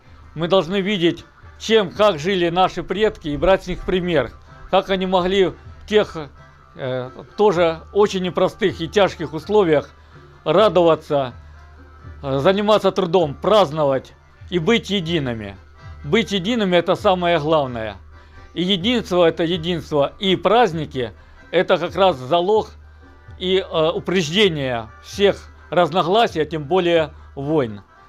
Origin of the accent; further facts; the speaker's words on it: Ukraine; moved away as an adult; Я сам родом из Украины, прожил там 25 лет.